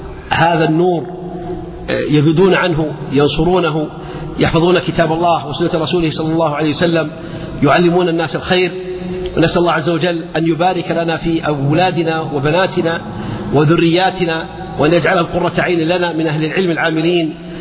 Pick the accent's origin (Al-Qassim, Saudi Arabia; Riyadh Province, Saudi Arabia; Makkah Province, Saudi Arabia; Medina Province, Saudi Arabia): Al-Qassim, Saudi Arabia; Buraydah; يعني مثلا عندنا في بريدة